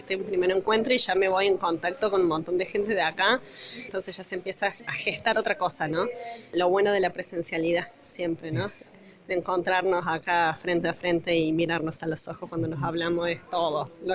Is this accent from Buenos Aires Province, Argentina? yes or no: no; Córdoba, Argentina; vengo de las Sierras Chicas, de Sal Si Puedes